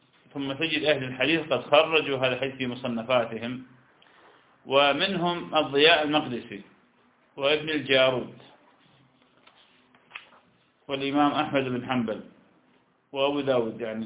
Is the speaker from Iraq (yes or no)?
yes; Iraq; نحن لسنا، أنا عراقي وأنت شام، نحن لسنا حجازين